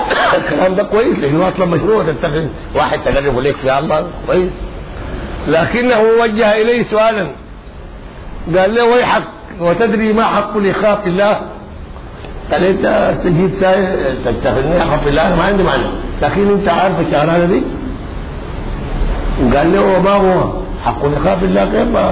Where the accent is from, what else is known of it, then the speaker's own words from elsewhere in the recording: Egypt; يعني احنا هنا كمصريين ناكل كثرتنا ونشرب شربانه